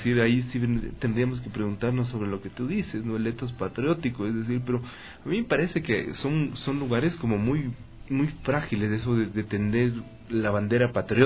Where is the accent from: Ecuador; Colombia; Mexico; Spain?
Ecuador; Ahora sí, soy ecuatoriano